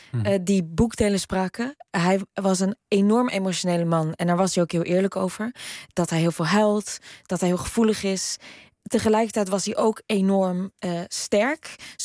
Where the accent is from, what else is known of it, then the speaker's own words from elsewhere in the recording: Netherlands; wat wij heel moeilijk vinden, zeker als Nederlanders en zeker in interviews